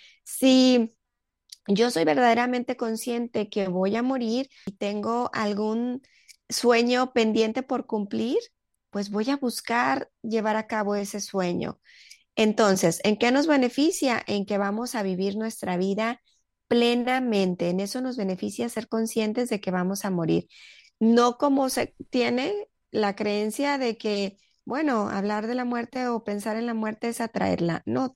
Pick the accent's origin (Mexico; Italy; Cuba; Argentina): Mexico; en México, que es el país donde yo vivo y de donde soy.